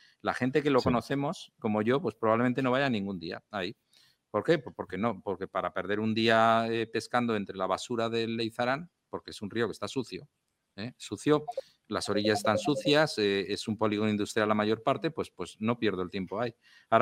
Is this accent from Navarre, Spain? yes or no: yes; Navarre, Spain; aquí los que no pescamos somos los navarros